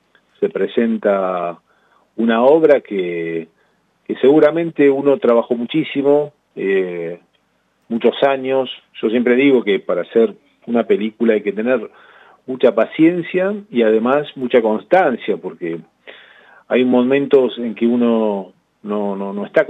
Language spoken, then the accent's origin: Spanish; La Plata, Buenos Aires Province, Argentina; yo primero aclarar que soy platense, vivo en la ciudad de La Plata